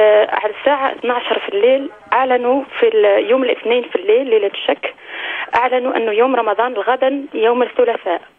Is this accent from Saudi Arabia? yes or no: no; Algeria; now in France; من فرنسا. أنا أصلي جزائرية وعايشة بالخارج فرنسا.